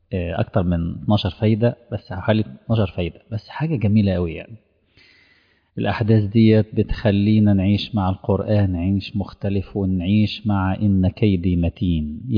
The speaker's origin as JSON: {"language": "Arabic", "country": "Egypt", "said": "منطقة العريش عندنا في مصر"}